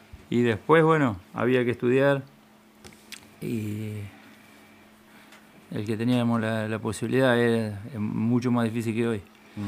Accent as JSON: {"language": "Spanish", "town": "Punta Indio", "region": "Buenos Aires Province", "country": "Argentina", "tie": "born or raised there", "said": "nací acá en Punta Indio, que me crié toda la vida por acá, estuve un tiempito más para el lado de Jonte, ahí cuando mi viejo, que siempre toda la vida laburó en el campo, fue encargado de un campo acá sobre las Cuatro Bocas, pero después, bueno, estuve acá en Punta Indio siempre."}